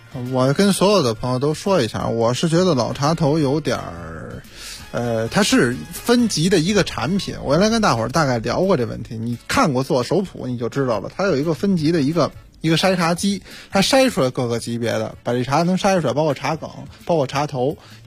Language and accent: Chinese; Beijing, China